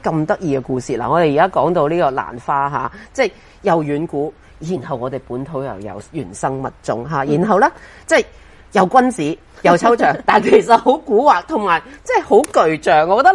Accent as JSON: {"language": "Cantonese", "town": "Guangzhou", "region": "Guangdong", "country": "China", "tie": "born there", "said": "我以前我細個喺即係我喺廣州出世"}